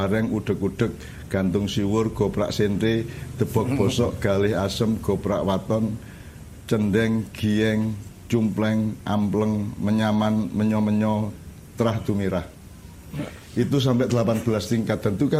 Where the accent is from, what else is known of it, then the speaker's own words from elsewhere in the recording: Java, Indonesia; Karena saya sendiri kan sebagai orang Jawa tidak pernah bisa menghafalkan.